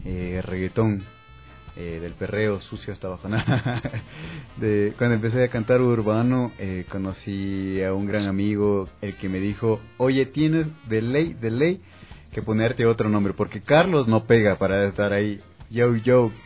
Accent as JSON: {"language": "Spanish", "country": "Ecuador", "said": "decir soy ecuatoriano y esto se hace en Ecuador."}